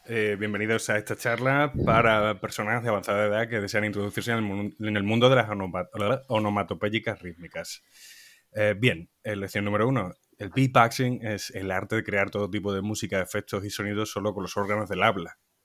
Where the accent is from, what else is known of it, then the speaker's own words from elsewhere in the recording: Montijo, Extremadura, Spain; now in Madrid, Spain; en directo desde Madrid, conectando con Montijo, mi pueblo